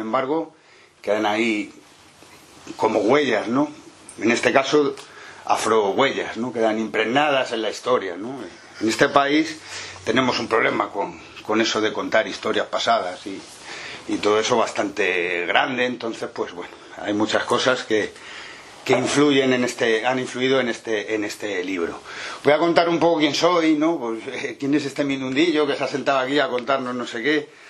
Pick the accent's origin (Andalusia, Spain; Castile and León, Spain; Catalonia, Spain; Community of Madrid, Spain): Community of Madrid, Spain; Madrid; Yo soy de Madrid